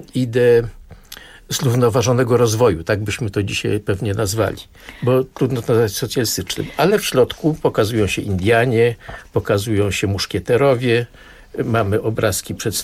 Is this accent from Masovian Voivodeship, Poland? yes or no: yes; Warsaw, Masovian Voivodeship, Poland; ja się urodziłem na początku tego pierwszego okresu w Warszawie w 1946 roku i te ruiny, które tutaj były, to było moje pole zabaw